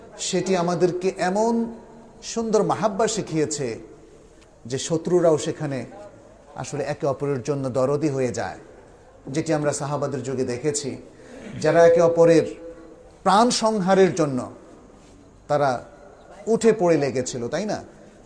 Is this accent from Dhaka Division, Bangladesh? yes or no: no; Sonaimuri, Chittagong Division, Bangladesh; born there; আমার জন্ম গ্রামেই হয়েছিল, এই নোয়াখালীরই সোনাইমুড়ি, আমাদের বাড়ির নাম ছিল মৌলবী ইব্রাহিম সাহেবের বাড়ি সেখানে, ফলে আমি কিন্তু আমার জন্মস্থানের কাছেই চলে এসেছি